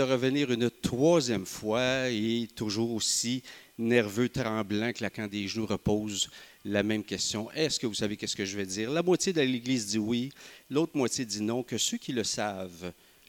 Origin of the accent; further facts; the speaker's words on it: Magog, Quebec, Canada; Donc, je suis avec mon épouse Émilie, nous sommes de Magog